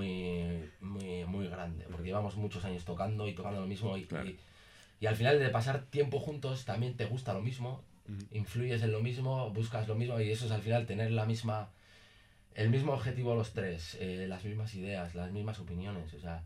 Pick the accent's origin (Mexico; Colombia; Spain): Spain; Barakaldo, Basque Country; los que somos de Baracaldo no salíamos a Baracaldo por culpa de esa gente que va a Baracaldo